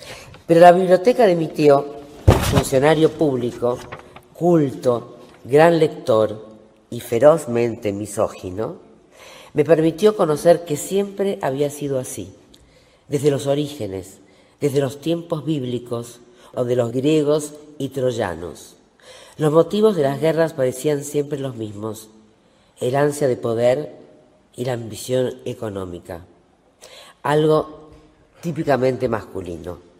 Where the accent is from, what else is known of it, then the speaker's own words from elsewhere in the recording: Montevideo, Uruguay; Nací en Montevideo, Uruguay, en el año 1941.